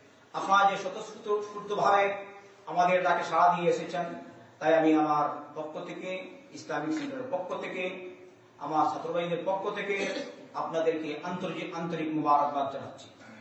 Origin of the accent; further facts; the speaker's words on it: Bangladesh; আমি কি এমনি চলে আসছি সৌদির লোক নাকি? আমি তো বাংলাদেশি, আমরাও পারি এরকম করতে।